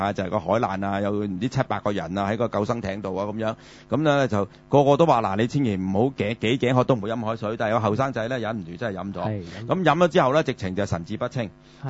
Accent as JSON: {"language": "Cantonese", "region": "Guangdong", "country": "China", "said": "咁我哋廣東人有一個説話"}